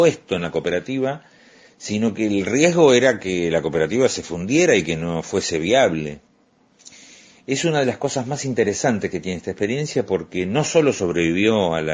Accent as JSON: {"language": "Spanish", "town": "Luján", "region": "Buenos Aires Province", "country": "Argentina", "tie": "born or raised there", "said": "en el año 1988, definió que yo me quedara a echar raíces en mi pueblo, en mi ciudad."}